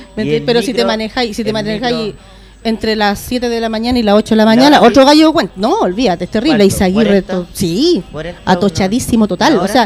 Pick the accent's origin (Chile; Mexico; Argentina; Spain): Chile; La Florida, Santiago Metropolitan; now in Puente Alto, Chile; De la Florida.